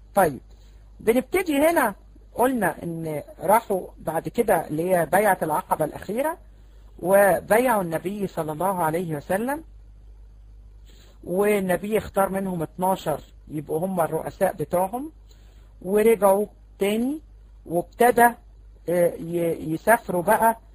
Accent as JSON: {"language": "Arabic", "country": "Egypt", "said": "احنا عندنا في مصر بنسميها خرابة."}